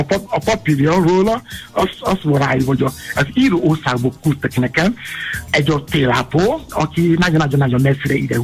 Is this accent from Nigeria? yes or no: yes; Nigeria; Hungarian is a second language; now in Hungary; amikor gyerek voltam Nigériában, én is álltam sorba, korán reggel